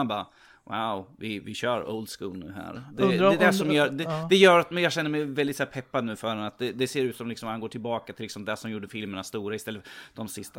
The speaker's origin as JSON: {"language": "Swedish", "country": "Norway", "said": "Som norrman så känner jag obligatoriskt att göra det."}